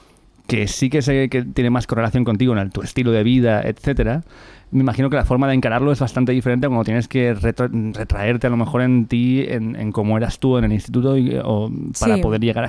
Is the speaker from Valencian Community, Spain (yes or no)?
yes; Valencian Community, Spain; Yo soy valenciano.